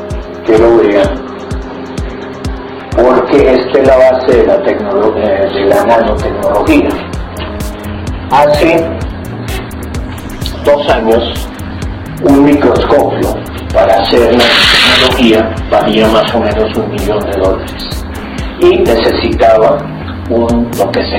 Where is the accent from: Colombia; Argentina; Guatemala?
Colombia; nivel que los únicos que no conocemos de esto somos los colombianos